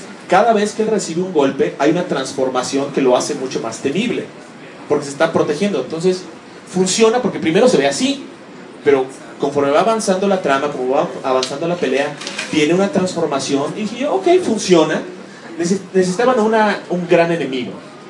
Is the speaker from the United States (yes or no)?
yes; United States; now in Mexico City, Mexico; yo crecí mucho en los Estados Unidos. Entonces, mi idea es como que muy estadounidense. Cuando vine a vivir aquí al DF, que fue hace unos años